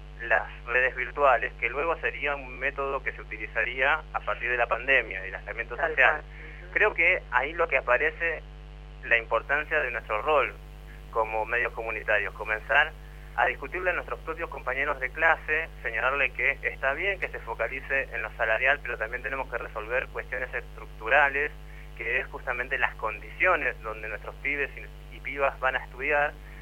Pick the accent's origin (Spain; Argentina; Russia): Argentina; Moreno, Buenos Aires Province; yo provengo de Moreno, del conurbano bonaerense.